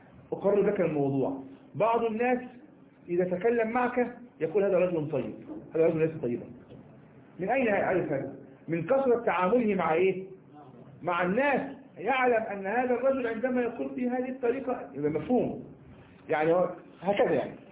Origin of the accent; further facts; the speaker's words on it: Egypt; كما نكون إحنا مصريين